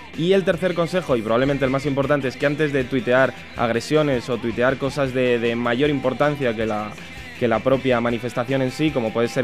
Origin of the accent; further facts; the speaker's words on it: Aranjuez, Community of Madrid, Spain; Yo que soy de Aranjuez, ayer estaba lleno de gente cerrando comercios